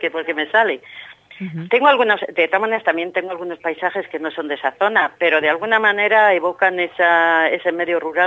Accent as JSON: {"language": "Spanish", "town": "Gallegos de Hornija", "region": "Castile and León", "country": "Spain", "tie": "born or raised there", "moved": "as an adult", "lives_now": "Madrid, Spain", "said": "Yo llevo muchos años en Madrid, pero nací y viví toda mi niñez y toda parte de mi juventud, hasta los 20 años quizás, en un pueblo muy pequeñito de la provincia de Valladolid, se llama Gallegos de Urnija."}